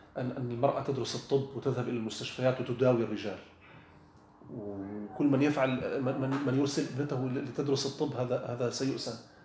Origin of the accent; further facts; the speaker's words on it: Syria; قلت له نحن في عندنا في سوريا